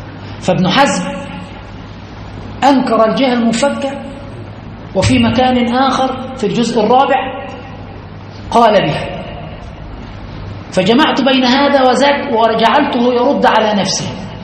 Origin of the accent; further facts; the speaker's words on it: Aswan, Aswan Governorate, Egypt; كثير من الناس يعني عندنا في أسوان وفي كثير من البلدان هم من آل البيت